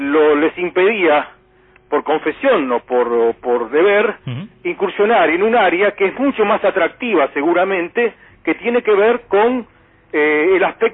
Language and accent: Spanish; Argentina; Soy argentino, ese es el tema.